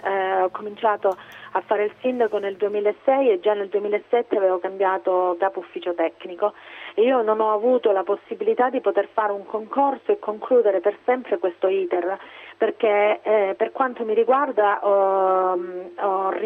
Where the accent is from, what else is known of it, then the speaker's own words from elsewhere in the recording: Monasterace, Calabria, Italy; una forma di interesse dello Stato verso il mio paese, verso Monasterace